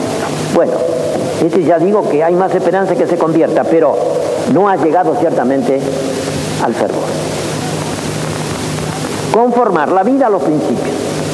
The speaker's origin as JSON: {"language": "Spanish", "country": "Argentina", "said": "Soy argentino y puedo hablar con libertad."}